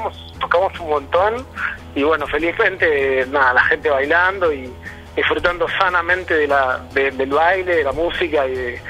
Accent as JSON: {"language": "Spanish", "country": "Argentina", "said": "bueno, somos argentinos, sepan que somos argentinos, pero creemos en una familia mundial unida, ¿no?"}